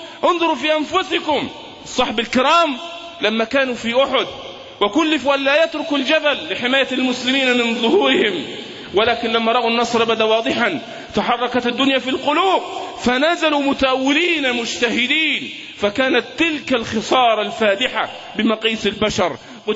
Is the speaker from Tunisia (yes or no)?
no; Egypt; المؤامرة التي دبرت لنا كمصريين